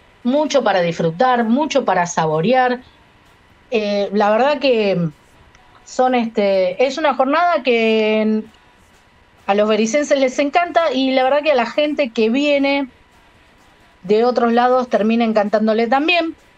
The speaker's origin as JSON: {"language": "Spanish", "country": "Uruguay", "lives_now": "Berisso, Argentina", "said": "yo soy uruguaya, pero bueno, habito Berisso y es un lugar que tiene esa característica cultural, esa identidad inmigrante."}